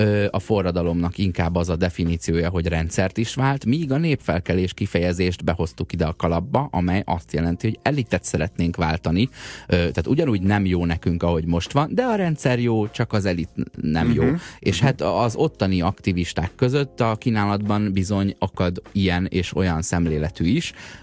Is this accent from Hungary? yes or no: no; Croatia; Én horvát vagyok.